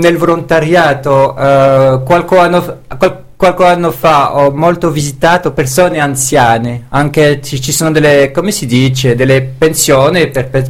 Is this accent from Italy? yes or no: no; Belgium; Italian is a second language; Sì, sono belga e ho imparato una bellissima lingua.